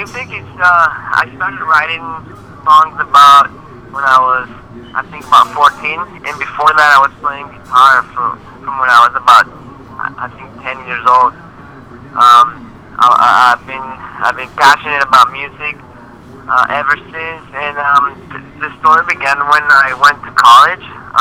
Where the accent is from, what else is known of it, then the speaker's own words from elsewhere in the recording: Bogotá, Colombia; Yeah, that's correct. I'm from Colombia, Bogota.